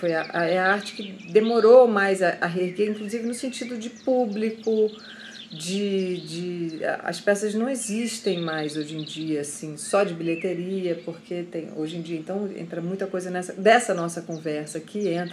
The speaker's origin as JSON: {"language": "Portuguese", "region": "Rio de Janeiro", "country": "Brazil", "tie": "born or raised there", "also_born_or_lived": "Minas Gerais", "said": "Eu sou uma pessoa que fui criada no Rio de Janeiro, nasci em Minas, fui criada no Rio de Janeiro."}